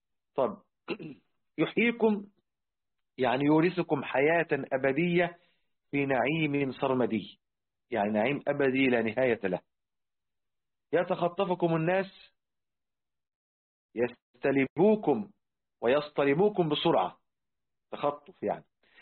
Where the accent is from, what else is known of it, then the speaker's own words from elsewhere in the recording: Egypt; احنا حتى عندنا في مصر الآن